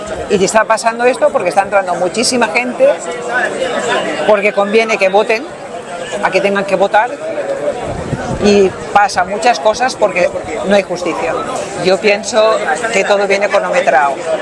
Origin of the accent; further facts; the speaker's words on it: Teulada, Valencian Community, Spain; De Teulada.